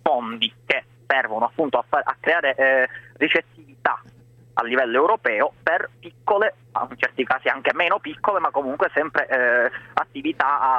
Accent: Sicily, Italy; Io che sono siciliano la maggior parte non conoscevo, devo dire, questa festa del Taratata

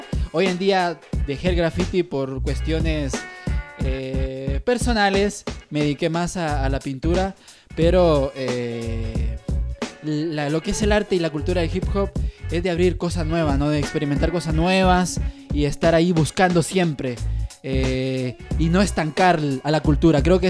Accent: Guatemala; now in Argentina; En mi país, en Guatemala, existen muchas pandillas

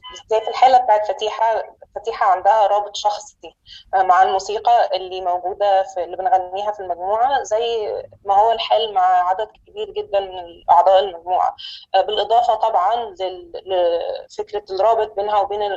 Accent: Egypt; moved away as an adult; now in New York, United States; بس أنا أصلا مصرية، وجيت نيويورك من أقل من سنة

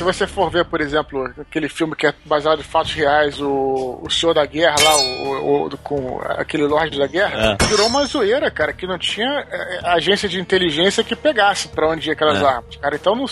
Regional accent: Brazil; Não, eu, enquanto brasileiro, me sinto melhor no fato de que, né, o Irã não tem arma

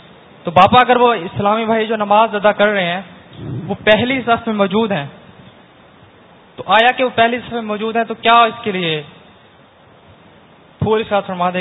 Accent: Bahawalpur, Punjab, Pakistan; میرا تعلق بہاولپور سے ہے، میں جامعۃ المدینہ کا طالب علم ہوں.

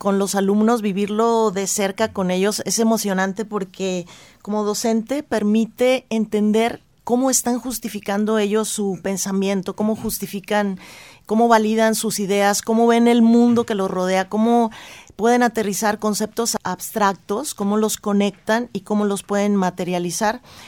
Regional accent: Mexico; permite la construcción de la identidad como mexicanos

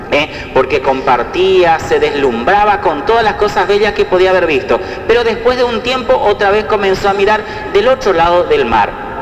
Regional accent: Argentina; soy argentino 100%. … realmente amo a mi país

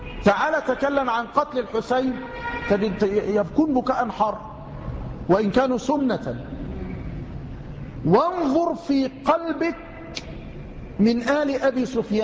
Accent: Tanta, Gharbia, Egypt; ما يكفي الصنم الأكبر الذي عندنا في طنطا، وليس عندنا يعني عند جيراننا في طنطا

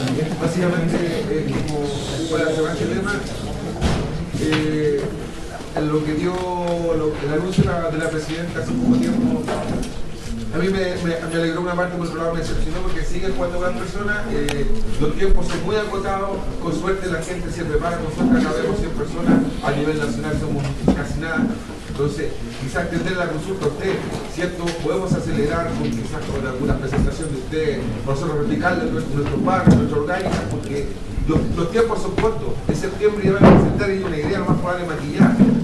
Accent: Maipú, Santiago Metropolitan, Chile; nosotros somos de Maipú

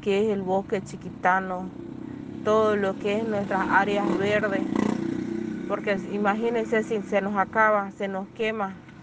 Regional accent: Roboré, Santa Cruz, Bolivia; Soy del municipio de Robore. Pertenezco a la comunidad indígena Aguascaliente.

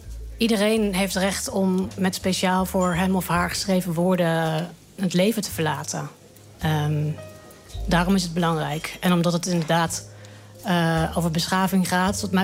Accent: Apeldoorn, Gelderland, Netherlands; Hoewel de omgeving van Apeldoorn natuurlijk schitterend is.

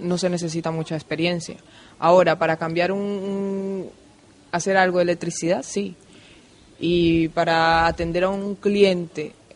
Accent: Colombia; now in Spain; Me he encontrado un montón de gente de donde yo soy, del pueblo, del mismo pueblo, donde nos hemos criado juntos.

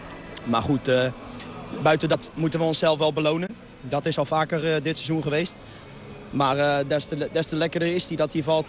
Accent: The Hague, South Holland, Netherlands; Ja, ik ben zelfs Hagenese.

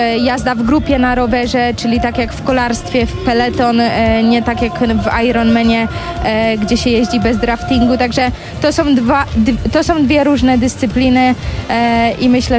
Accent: Bydgoszcz, Kuyavian-Pomeranian Voivodeship, Poland; now in Girona, Spain; nie ukrywam, że pochodzę z Bydgoszczy, a tam tereny do przede wszystkim treningu kolarskiego nie są najlepsze, bo są po prostu bardzo płaskie

